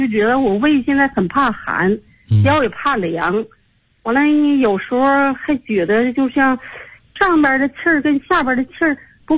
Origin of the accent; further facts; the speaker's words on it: Tianjin, China; 老师，我来自天津河西区。